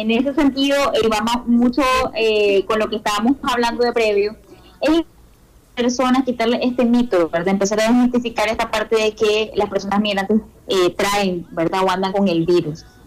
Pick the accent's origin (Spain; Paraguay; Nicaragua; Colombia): Nicaragua; nosotros como nicaragüenses en otros países